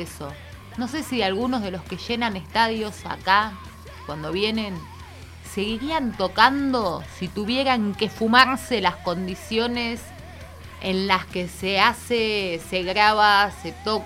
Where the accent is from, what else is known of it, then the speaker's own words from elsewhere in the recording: Argentina; hay cosas que se hacen a la que te criaste por eso mismo de que somos argentinos